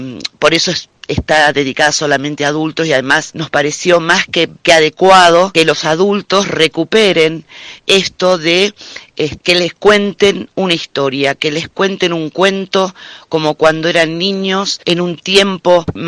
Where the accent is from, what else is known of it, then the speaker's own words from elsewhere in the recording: Rosario, Santa Fe, Argentina; now in Cosquín, Argentina; soy rosarina, pero estoy viviendo hace 4 años en Cosquín